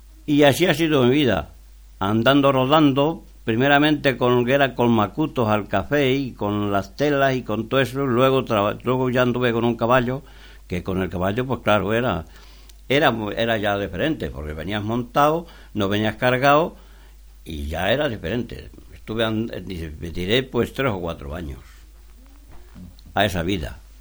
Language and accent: Spanish; Navafrías, Spain; Bueno, pues yo me crié en Navafrías.